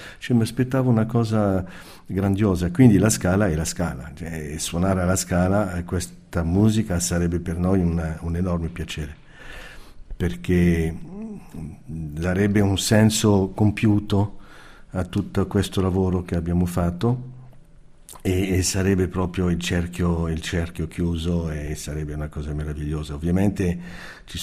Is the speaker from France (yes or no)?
yes; France; Italian is a second language; moved away as an adult; now in Italy; io sono francese, quindi molto prima di arrivare in Italia, quando ero ragazzo e abitavo in Francia